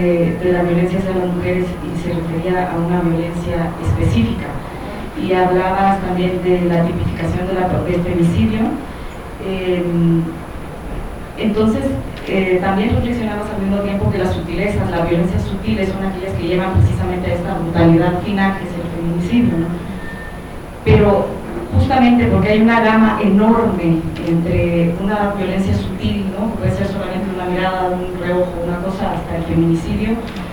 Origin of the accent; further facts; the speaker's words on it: Honduras; now in Mexico; soy hondureña, residente en esta ciudad, el país más violento del mundo en algunas circunstancias